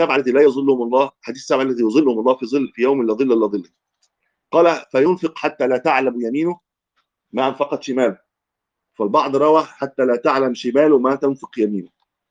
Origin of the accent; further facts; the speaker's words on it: Egypt; حتى لما العوام عندنا في مصر يعني لما يغلط يقول يا عم أنا غلطت في